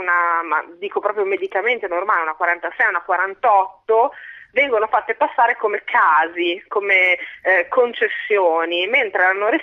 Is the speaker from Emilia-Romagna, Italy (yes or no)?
yes; Emilia-Romagna, Italy; io sono della Bassa Emiliana.